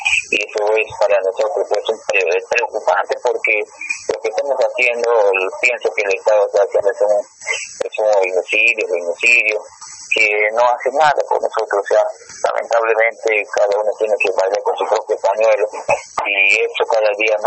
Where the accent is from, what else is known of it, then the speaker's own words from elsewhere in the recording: Loreto, Peru; también nosotros somos peruanos. Vivimos en la triple frontera entre Brasil y Colombia, donde nosotros cuidamos la frontera